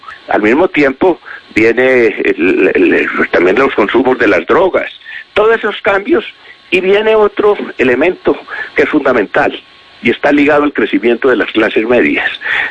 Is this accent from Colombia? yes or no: yes; Medellín, Antioquia, Colombia; born there; Medellín tenía, imagínese usted, 200.000 habitantes. Yo nací en Medellín. Colombia tenía 8 millones de habitantes.